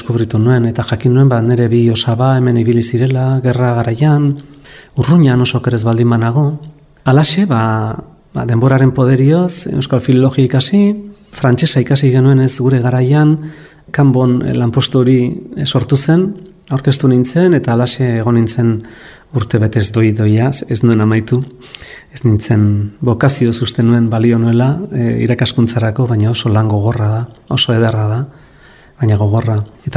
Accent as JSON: {"language": "Basque", "town": "Ordizia", "region": "Basque Country", "country": "Spain", "tie": "born there", "said": "etortzen nintzela 13-14 urterekin bakar-bakarrik Ordiziatik, nire jaioterritik"}